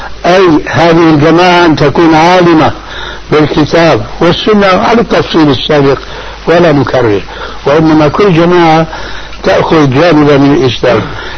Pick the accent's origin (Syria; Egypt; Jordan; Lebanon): Syria; كما يقولون عندنا في سوريا في لغة العامة